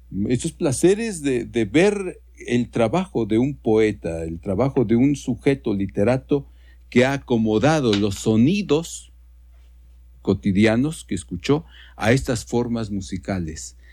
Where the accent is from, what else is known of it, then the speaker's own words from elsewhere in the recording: Mexico; nuestra identidad como mexicanos